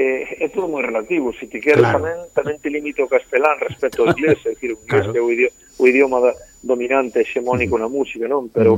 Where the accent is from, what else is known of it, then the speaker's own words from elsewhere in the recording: Galicia, Spain; first language Galician; moved away as an adult; porque é a miña lingua materna, é dicir, eu criei-me no galego, eu criei-me en Galicia, eu non saín de Galicia ata os 28 anos.